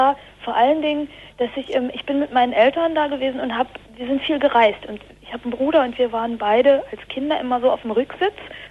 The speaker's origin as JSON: {"language": "German", "region": "Berlin", "country": "Germany", "said": "Also aus Berlin."}